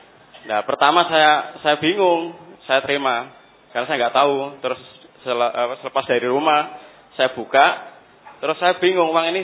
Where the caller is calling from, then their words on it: Bulu, East Java, Indonesia; Kami dari Bulu, Kecamatan Bancar, Tuban. Dari Tuban tetangga kecamatan sama Bapak tadi yang bertanya tadi.